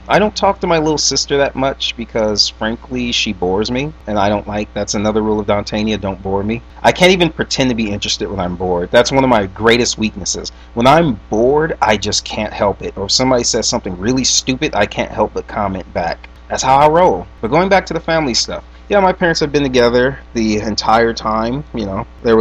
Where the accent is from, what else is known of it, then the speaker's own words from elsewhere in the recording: Los Angeles, California, United States; Growing up, I grew up on Manchester and Western, 89th and Manchester. That's where I grew up when I was little.